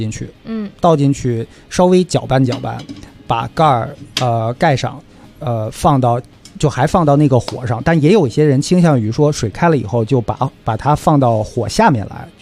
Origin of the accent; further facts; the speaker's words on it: China; 因为我们中国人都知道铝的东西啊，用久了好像对身体不太好